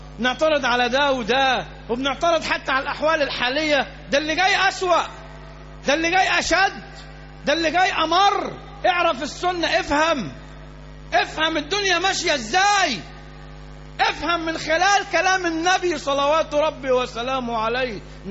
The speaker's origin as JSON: {"language": "Arabic", "town": "Alexandria", "region": "Alexandria Governorate", "country": "Egypt", "said": "احنا عندنا في اسكندريه مليانه كنائس"}